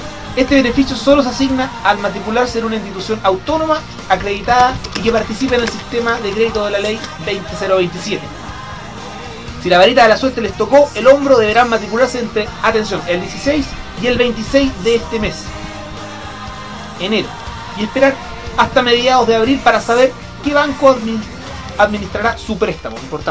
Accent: Chile; Yo soy chileno.

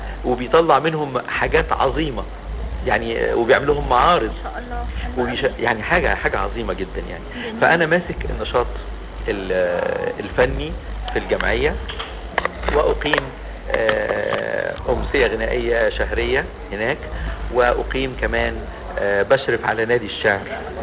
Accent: Alexandria, Alexandria Governorate, Egypt; حتى لما نروح القاهرة نقول لهم اصل احنا اسكندرانية، اصل احنا بنحب اسكندرية وبنعشقها

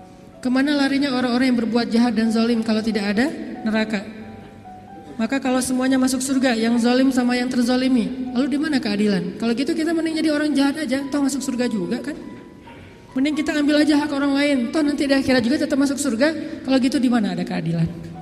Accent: Aceh, Indonesia; saya nih orang Aceh. Ketika saya berada di Sunda, di mana bumi dipijak, di situ langit dijunjung.

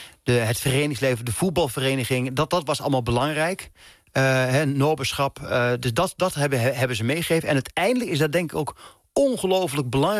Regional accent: Dalfsen, Overijssel, Netherlands; zelfs die kleine jongen uit Dalfsen, die kan

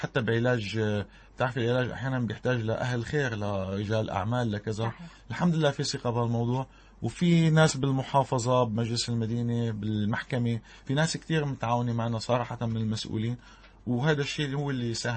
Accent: Syria; ونحن كسوريين عانينا كثير بهالحرب الظالمة هيدي

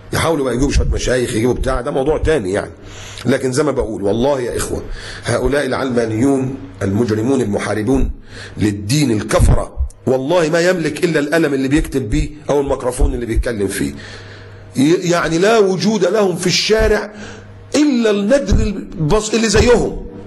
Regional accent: Egypt; واللي كان بيحصل برضو عندنا في مصر

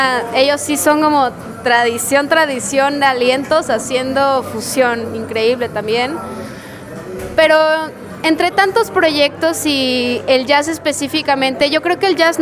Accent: Mexico; estamos diciendo, pues nosotros somos, pues, mexicanos, somos latinoamericanos, ¿no?

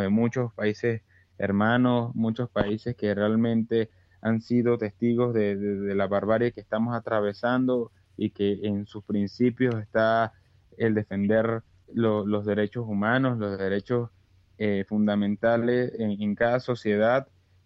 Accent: Venezuela; Bueno, a nosotros como venezolanos le podemos decir en España que bueno, vean el espejo.

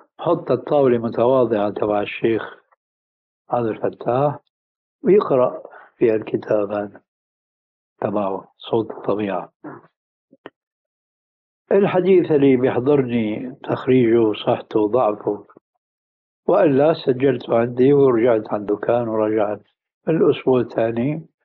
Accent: Syria; المدارس القديمة عندنا في الشام عبارة عن طابقين في باحة سماوية واسعة فيها بحيرة.

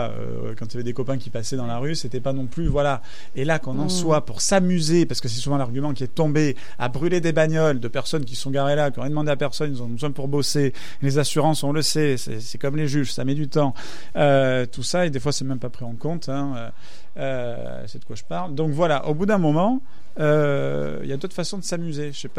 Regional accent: Marseille, Provence-Alpes-Côte d'Azur, France; Moi, je viens de Marseille, il y a des endroits où tu peux même plus rentrer.

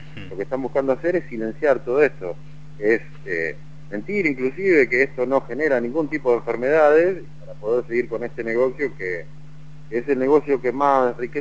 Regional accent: Argentina; somos todos los argentinos los que nos estamos alimentando a base de transgénicos

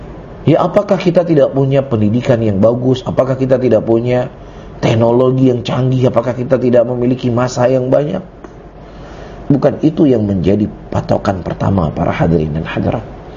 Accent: Indonesia; Mereka orang Arab, kita orang Ajam. Kita orang Indonesia.

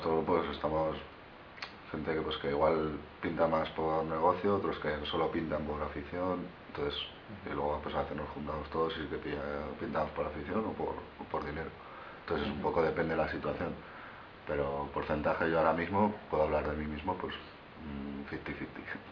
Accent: Pamplona, Navarre, Spain; somos, la mayoría somos de aquí de Pamplona

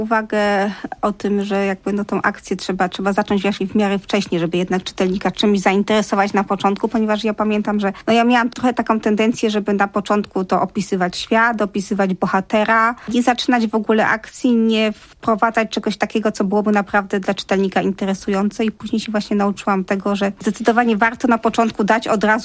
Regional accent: Silesian Voivodeship, Poland; bo ja jestem w ogóle ze Śląska.

